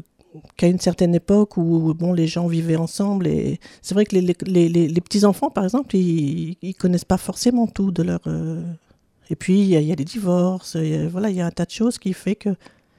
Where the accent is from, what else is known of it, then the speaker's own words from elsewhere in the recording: Strasbourg, Grand Est, France; born there; Oui, alors je suis née en 1957 à Strasbourg, mais je n'ai vraiment fait qu'y naître. J'ai ensuite vécu pendant 4 ans chez différentes nourrices, souvent étrangères, ce qui a favorisé, je pense en tout cas, mon aptitude aux langues étrangères.